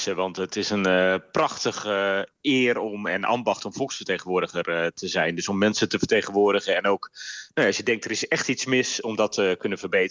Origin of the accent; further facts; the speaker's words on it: Groningen, Netherlands; Ik ben een geboren en getogen Groninger.